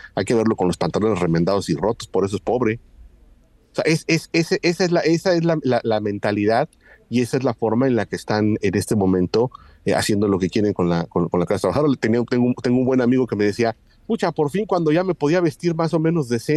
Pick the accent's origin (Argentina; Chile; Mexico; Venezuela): Mexico; Mexico City; Yo recuerdo en mi infancia, en la Ciudad de México, haber visto gente sin zapatos caminando.